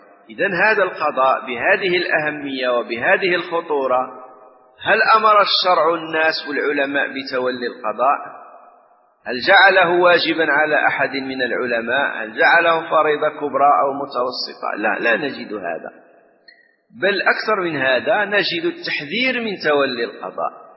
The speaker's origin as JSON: {"language": "Arabic", "country": "Morocco", "said": "ونحن عندنا في المغرب"}